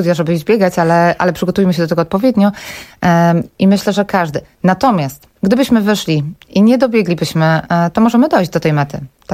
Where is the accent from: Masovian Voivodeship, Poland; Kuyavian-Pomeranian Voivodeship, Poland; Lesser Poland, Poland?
Masovian Voivodeship, Poland; Warsaw; to nie tylko my warszawiacy, czy my Polacy